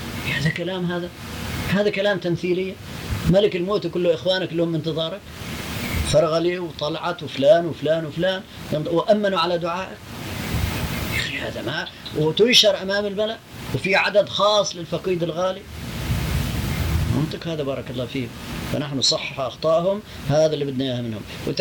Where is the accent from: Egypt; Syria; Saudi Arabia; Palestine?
Palestine; وأنا فلسطيني